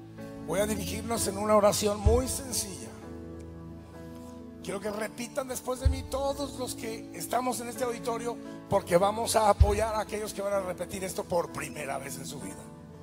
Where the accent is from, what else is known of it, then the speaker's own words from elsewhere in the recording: northern Mexico, Mexico; Perdonen la confianza, pero soy del norte de México, somos confianzudos.